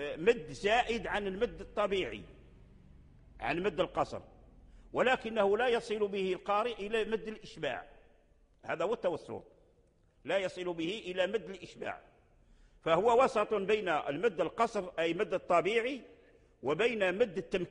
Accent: Morocco; الوجه الآن متداول عندنا في المغرب ونقرأ به

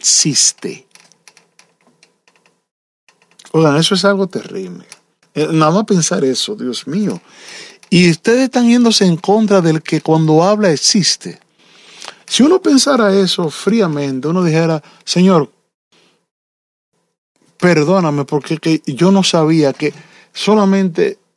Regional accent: Dominican Republic; No es la gloria que tenía el dictador que había en mi tierra, que la gente tenía que obligado tener una placa en su casa que decía, en esta casa Trujillo es el jefe.

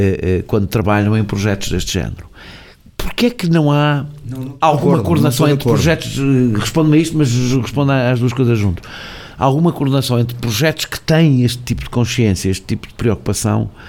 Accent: Lisbon, Portugal; Eu costumo dizer que sou de Lisboa.

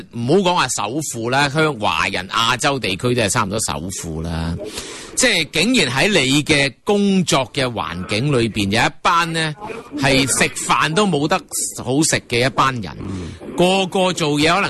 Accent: Hong Kong; 要話俾我哋香港人聽，即係香港話就話國際金融中心

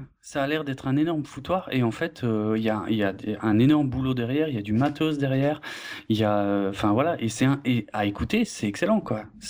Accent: Grand Est, France; vu que je suis alsacien, je leur amenais un peu de bière, hein, forcément. Bon, je suis pas fan de vin, mais c'est vrai qu'il y a aussi ça en Alsace, bref.

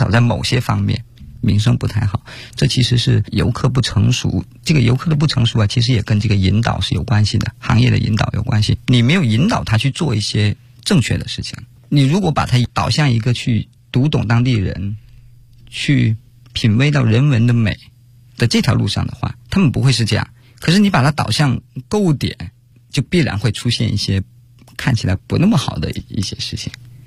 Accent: Guangxi, China; 我就在广西，我是广西人，理论上我应该对广西非常的熟。

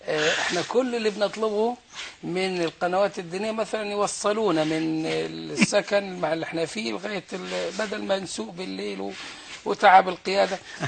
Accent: Egypt; من أجل يبقى إحنا أمور داخلية بيننا كمصريين

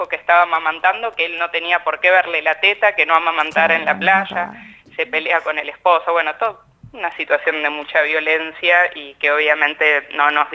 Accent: Necochea, Buenos Aires Province, Argentina; en la playa, en Necochea, que es la ciudad de donde yo soy

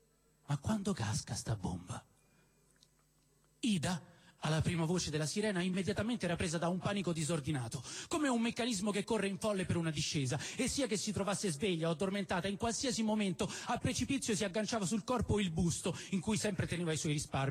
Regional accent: Rome, Lazio, Italy; born there; io sono nato a San Lorenzo

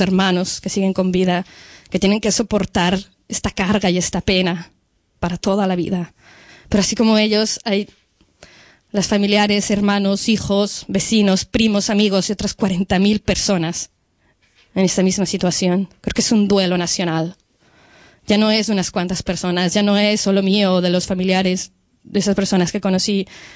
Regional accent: Cuernavaca, Morelos, Mexico; moved away; Jugué en los parques. Cuando nosotros nos fuimos de Cuernavaca, les vi pocas veces más.

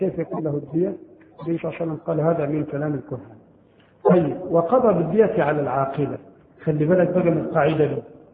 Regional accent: Egypt; طبعا عندنا في مصر هذا القانون غير مطبق شرعا

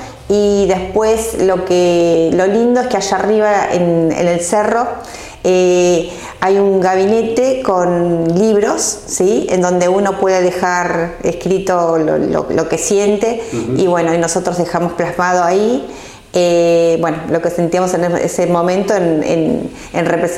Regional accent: Cañuelas, Buenos Aires Province, Argentina; Somos cuatro de Cañuelas, ¿sí? Daniel Silva, Alicia Bonini y Sandra Balfre.

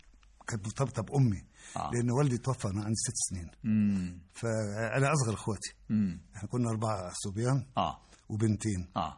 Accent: Alexandria, Alexandria Governorate, Egypt; also born or lived in Sahel Selim, Asyut; الإسكندرية كنشأة، إنما أنا أساسا من أسيوط، ساحل سليم.

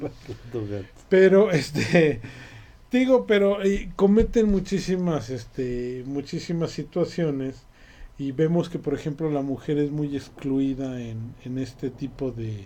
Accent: Mexico; yo no soy turista, yo soy mexicano.

